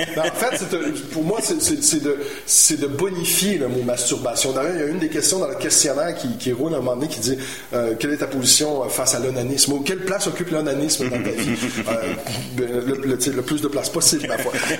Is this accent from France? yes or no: no; Montreal, Quebec, Canada; Je suis montréalais très assumé, puis il y a beaucoup d'anglicisme dans mon langage.